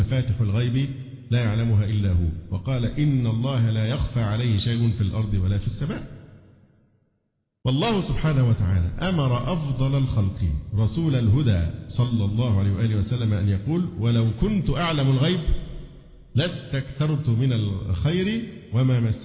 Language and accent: Arabic; Cairo, Cairo Governorate, Egypt; لأن لا تناقض بين أن أقول أن أنا مصري وقاهري،